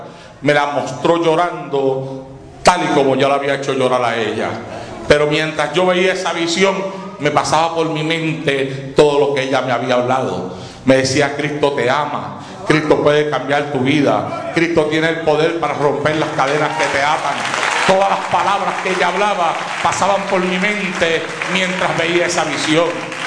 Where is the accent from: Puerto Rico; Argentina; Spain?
Puerto Rico; now in United States; Cuando yo vine de Puerto Rico aquí a los Estados Unidos